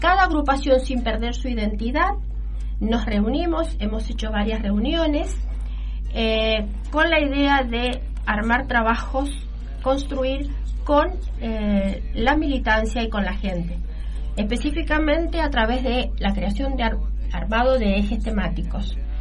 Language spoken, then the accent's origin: Spanish; Guaymallén, Mendoza, Argentina; Yo soy de Guaymallén, milito Guaymallén, trabajo en Guaymallén.